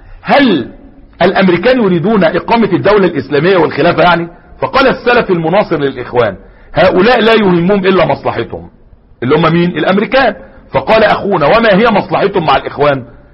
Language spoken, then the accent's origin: Arabic; Egypt; ونجيب الفلسطينيين عندنا في سيناء